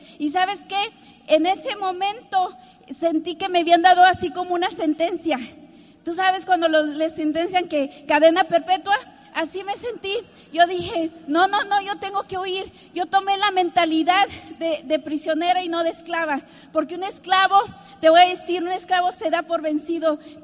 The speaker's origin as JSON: {"language": "Spanish", "country": "Mexico", "tie": "born there", "said": "yo nací en México en una familia de nueve hermanos, imagínate, muy numerosa."}